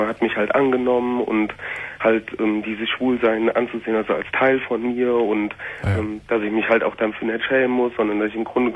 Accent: North Rhine-Westphalia, Germany; ich komme halt aus dem Siegerland und da sind so viele frei kirchliche, frei evangelische, fundamentalistische Gemeinden.

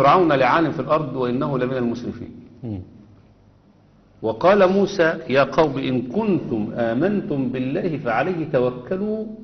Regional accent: Egypt; لا انا مصري بحب مصر وعايش فيها

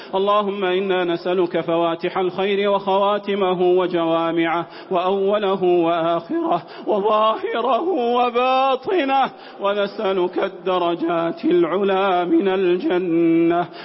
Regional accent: Saudi Arabia; اللهم أدم على بلادنا المملكة العربية السعودية بلاد الحرمين والشريفين أمنها وأمانها

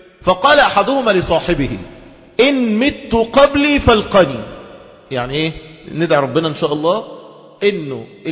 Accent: Egypt; ده احنا شرفنا كمصريين نسبتنا إلى هاجر أم إسماعيل.

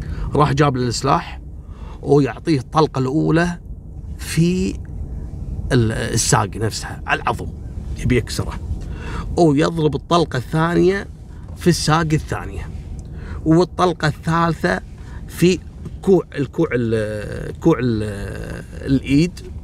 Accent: Kuwait; ترى احنا عندنا في الكويت وفي غير الكويت ممنوع تحميل الركاب.

